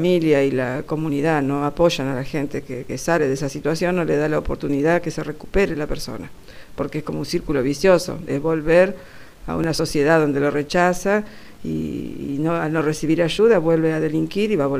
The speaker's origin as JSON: {"language": "Spanish", "town": "Rosario", "region": "Santa Fe", "country": "Argentina", "said": "soy de Rosario."}